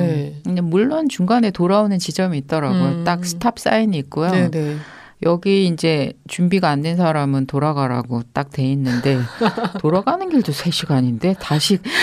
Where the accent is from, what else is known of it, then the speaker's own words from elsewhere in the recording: South Korea; 근데 이제 한국인으로서 한국 사회를 되돌아보게 하는 그런 영화잖아요